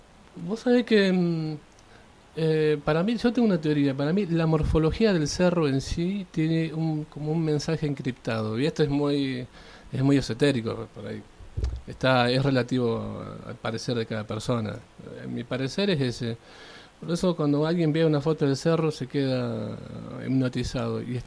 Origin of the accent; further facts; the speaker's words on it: Santa Fe, Argentina; moved away; Bien, yo soy de la ciudad de Santa Fe.